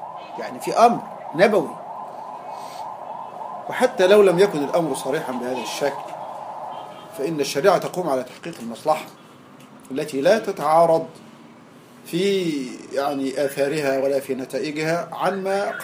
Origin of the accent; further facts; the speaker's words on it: Egypt; زي الملاليم عندنا في مصر